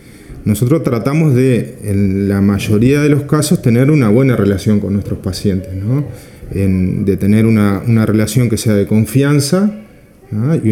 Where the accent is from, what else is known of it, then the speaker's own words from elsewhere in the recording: Fray Bentos, Río Negro, Uruguay; Yo vengo de Fraiventos, de una ciudad del interior del país, de Río Negro, el departamento de Río Negro